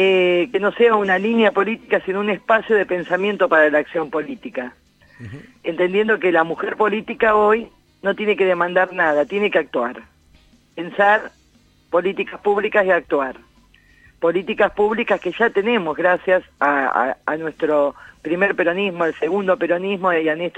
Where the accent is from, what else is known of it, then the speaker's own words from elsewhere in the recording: Alta Italia, La Pampa, Argentina; Gracias por recordar que soy de Alta Italia